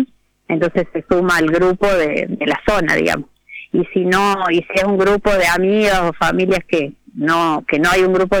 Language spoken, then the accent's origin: Spanish; Córdoba, Argentina; Nosotras somos las dos de Córdoba, de distintos lugares de la sierra